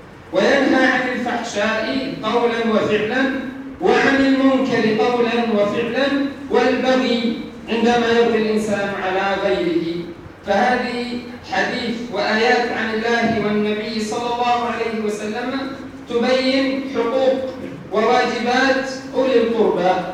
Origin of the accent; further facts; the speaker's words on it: Upper Egypt, Egypt; موضوع خاص في بلادنا الصعيد